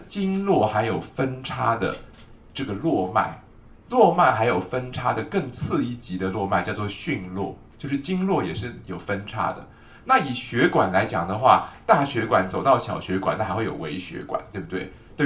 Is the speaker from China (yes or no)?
yes; China; 我们中国人认为说，我们的中国人观察是这样的